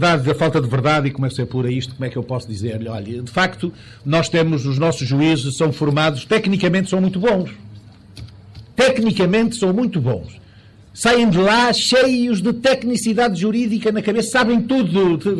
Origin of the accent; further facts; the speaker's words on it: Vila Chá do Marão, Porto, Portugal; Nós devíamos muito aprender na minha terra, que é aqui uma freguesia de Amarante, Vila Chá do Marão